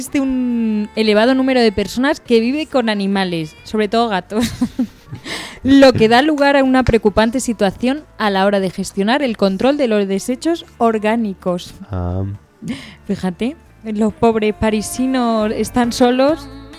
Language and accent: Spanish; Spain; a los españoles se nos nota que somos españoles